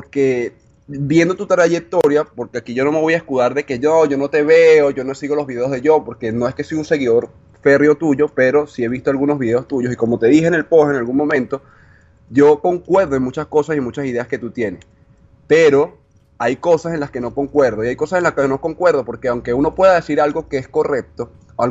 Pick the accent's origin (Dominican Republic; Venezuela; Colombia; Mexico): Venezuela; now in Argentina; yo soy venezolano, actualmente estoy en Argentina por trabajo, pero pienso volver a mi país